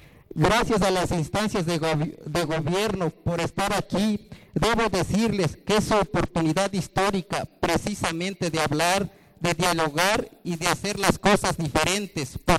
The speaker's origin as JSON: {"language": "Spanish", "town": "Santiago Apóstol", "region": "Oaxaca", "country": "Mexico", "said": "soy presidente de la CUPUDA y vengo de la población de Santiago Apóstol."}